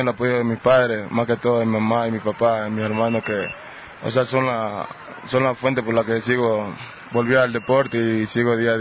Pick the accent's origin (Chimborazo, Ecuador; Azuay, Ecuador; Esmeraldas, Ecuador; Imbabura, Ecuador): Esmeraldas, Ecuador; Río Verde; born there; Nací en el cantón de Río Verde, en la provincia de Esmeralda. O sea, nací en un barrio humilde, pobre